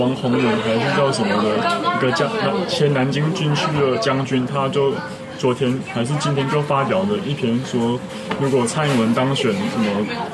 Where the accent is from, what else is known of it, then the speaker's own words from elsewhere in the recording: Taiwan; 那我们台湾人就比较容易从台湾本位来出发